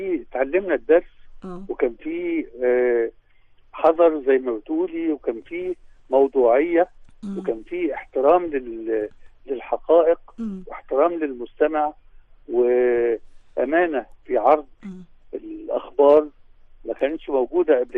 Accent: Egypt; وقدرنا نقول احنا مصريين واعتزازنا بمصريتنا ظهر عاليا متألقا جليا يعني

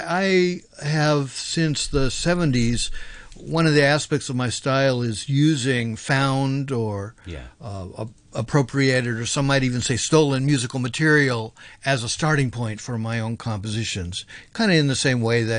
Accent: California, United States; now in Tokyo, Japan; I'm based in Tokyo, yeah. I'm originally from California, but I moved to Japan in 2001, and I've been there ever since.

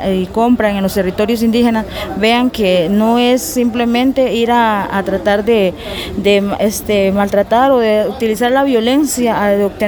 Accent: Cabagra, Puntarenas, Costa Rica; yo vengo del territorio de Cabagra.

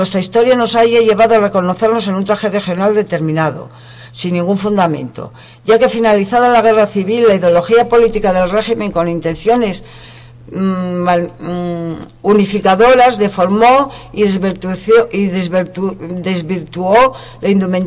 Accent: Asturias, Spain; y solo apuntaría como asturiana que me gustaría que alcanzaran la notoriedad que se merecen

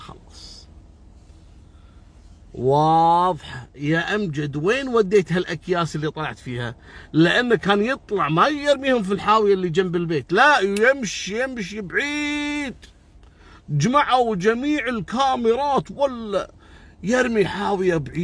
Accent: Kuwait; عندنا بالكويت

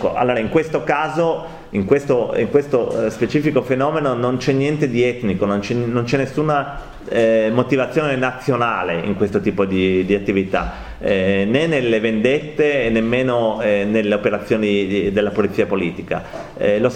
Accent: Piedmont, Italy; io vengo dal Piemonte

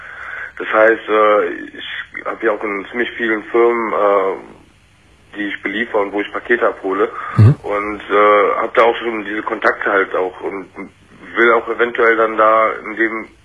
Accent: Germany; born or raised there; also born or lived in Turkey

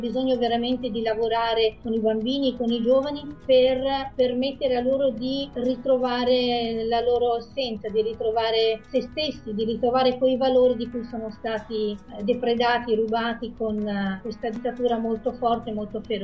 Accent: Garzigliana, Piedmont, Italy; Sono nata appunto a Garzigliana e sono figlia unica.

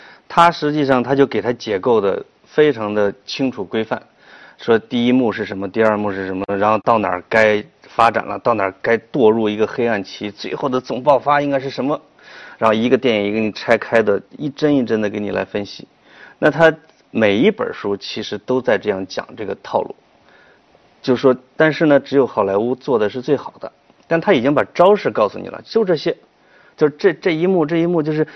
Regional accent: Henan, China; 那得让我们河南人去造啊，

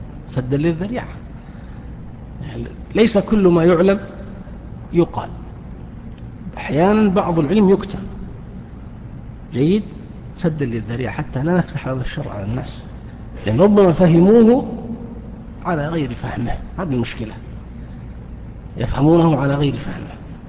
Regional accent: Saudi Arabia; ما هي موجودة في الكتب التي عندنا في السعودية

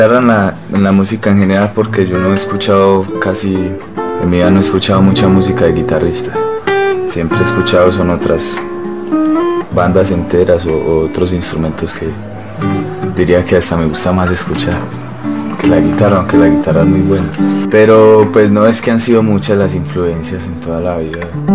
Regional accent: Medellín, Antioquia, Colombia; now in Bogotá, Colombia; De Medellín.

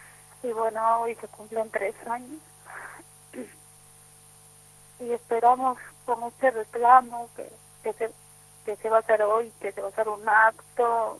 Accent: Peru; nosotros somos peruanas

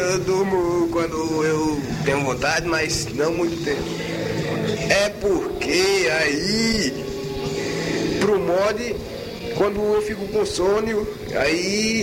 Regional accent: Paulo Afonso, Bahia, Brazil; E Paulo Afonso é a cidade onde eu nasci, cresci, e é aqui mesmo, rapaz.

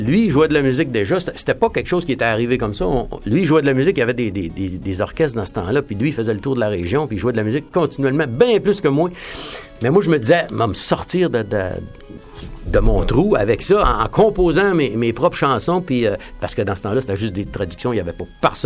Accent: Rouyn-Noranda, Quebec, Canada; Après ça, on faisait nos études secondaires, puis ça l'arrêtait là, chez moi, à Rouyn-Noranda.

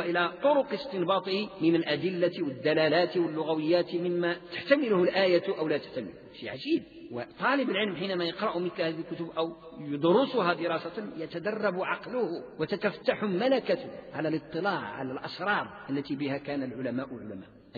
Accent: Morocco; عندنا بالمغرب والأندلس

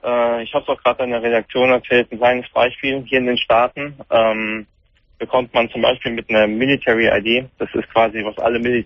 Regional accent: Germany; born there; Also ich bin gebürtig in Deutschland

